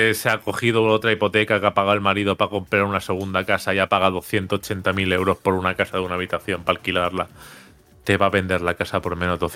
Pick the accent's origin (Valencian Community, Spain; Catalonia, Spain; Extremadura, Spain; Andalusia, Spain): Valencian Community, Spain; Benidorm; Yo soy de Benidorm y aquí siempre ha habido alemanes